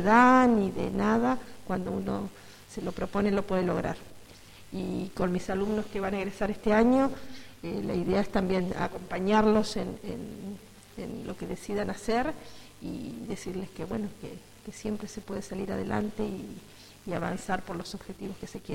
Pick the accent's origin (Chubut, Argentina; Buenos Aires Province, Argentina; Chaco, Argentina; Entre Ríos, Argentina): Chubut, Argentina; El Maitén; now in El Bolsón, Argentina; Yo soy de Maitén, nací de creer en el Maitén, el hermoso pueblo. Ayer hablábamos con Walter de mi pueblo, que es tan lindo. Y bueno, Maitén es una localidad mucho más chica y no había posibilidad de estudiar nada. Así que bueno, me vine al Bolsón a hacer magisterio